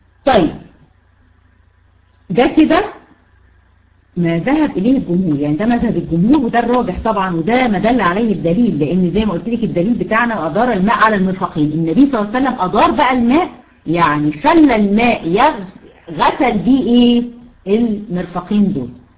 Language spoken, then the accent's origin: Arabic; Egypt; الكوع احنا عندنا في مصر اسمه كوع.